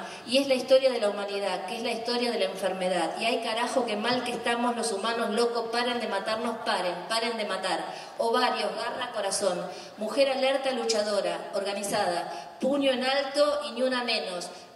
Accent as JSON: {"language": "Spanish", "country": "Argentina", "said": "para los que somos argentinos"}